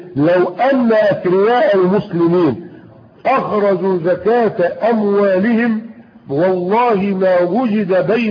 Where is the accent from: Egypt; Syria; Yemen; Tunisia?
Egypt; ده اللي حصل عندنا في مصر اخوانا وفي غيرها من البلدان